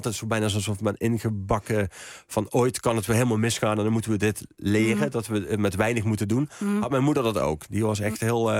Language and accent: Dutch; Horst, Limburg, Netherlands; ik kom uit Horst, of uit Amerika, gemeente Horst